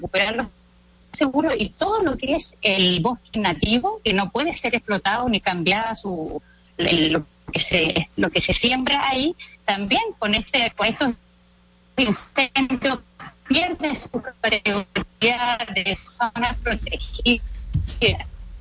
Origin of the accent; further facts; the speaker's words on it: Chile; Sometidos, digamos, como chilenos, a un sistema de comunicación.